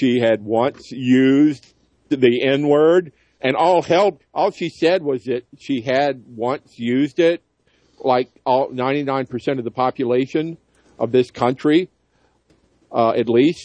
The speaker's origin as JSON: {"language": "English", "region": "the South", "country": "United States", "tie": "born or raised there", "said": "That's the way it was, you know, growing up in the South."}